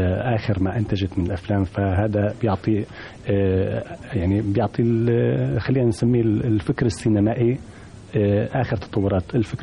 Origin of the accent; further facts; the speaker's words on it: Cairo, Cairo Governorate, Egypt; أنا كنت في القاهرة لفترة طويلة وأنا ابن القاهرة.